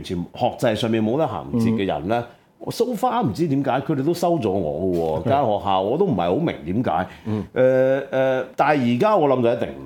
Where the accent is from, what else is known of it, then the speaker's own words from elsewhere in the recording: Taiwan; also born or lived in Hong Kong; 因為我台灣長大嘛，即係我香港出世啦。但其實我真係好勁喎，講起香港人啲資格，我都算好老資格。我係第四代嘅，